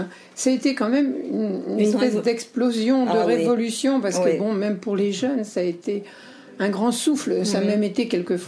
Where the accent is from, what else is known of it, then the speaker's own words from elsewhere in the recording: West, France; je suis de l'Ouest, donc il y a beaucoup de, d'écoles catholiques.